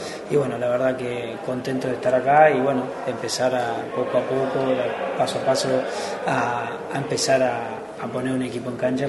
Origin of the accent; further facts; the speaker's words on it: Uruguay; Pero obviamente somos uruguayos